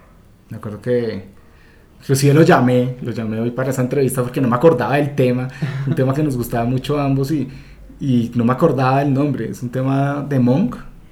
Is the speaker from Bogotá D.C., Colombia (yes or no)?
yes; Bogotá, Bogotá D.C., Colombia; Uno como bogotano que no tiene ninguna, digamos que ninguna tradición